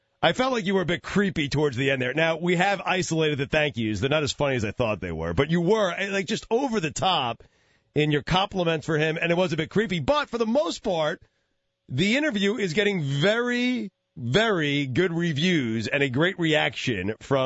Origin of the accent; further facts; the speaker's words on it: New York, United States; It brings me back to, you know, growing up in New York, and it brings me back to my childhood and my house